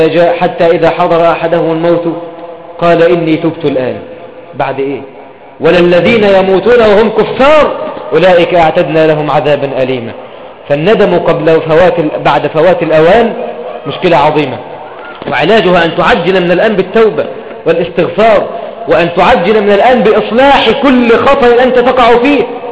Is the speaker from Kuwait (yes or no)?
no; Egypt; اللهم احفظ بلدنا مصر يا رب العالمين